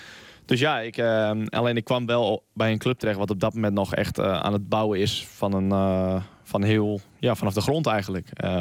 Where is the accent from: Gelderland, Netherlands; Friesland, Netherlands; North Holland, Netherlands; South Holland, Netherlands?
Friesland, Netherlands; now in Brussels, Belgium; Want ik kwam uit Friesland. Nou ja, als mensen Friesland zich kunnen voorstellen, het is niet heel groot, niet heel levendig. Het is niet heel druk.